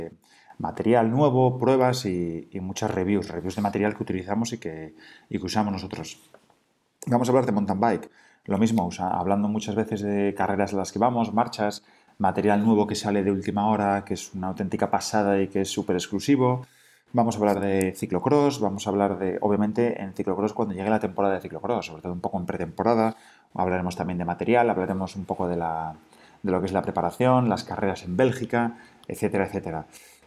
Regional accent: Asturias, Spain; Somos de Asturias

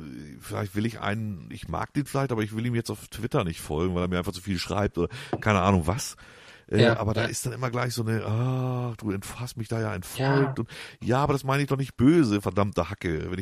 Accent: Hamburg, Germany; ich komme aus dem Süden von Hamburg, deswegen schlägt ich das Hamburgische nur nicht ganz so rein. Das ist zwar schon die Bezugsstadt natürlich, aber wir sind direkt an der Grenze zu Niedersachsen, also mehr dörflich.

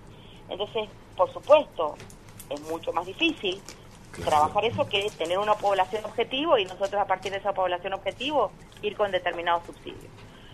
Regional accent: Tupungato, Mendoza, Argentina; Exactamente, y en este momento justamente estoy acá en Tupungato.

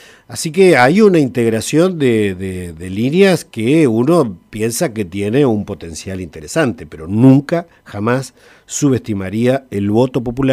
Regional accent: Santa Rosa, Argentina; born there; Yo nací en Santa Rosa. Mis primeros años me tuve que ir al campo porque mi papá era peón de campo.

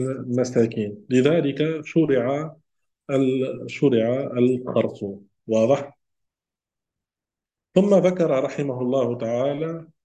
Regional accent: Tunisia; يعني عندنا في تونس نقول هو الجلجلان.

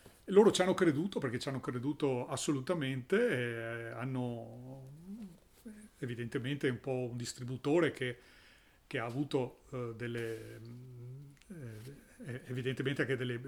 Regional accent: Venice, Veneto, Italy; Allora, da buon veneziano, 54 è un numero che sì, mi dice tante cose

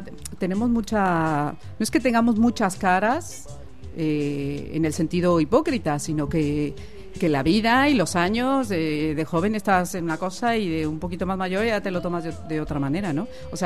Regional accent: Mexico; now in Spain; Yo soy mexicana, llevo 13 años también viviendo en España.

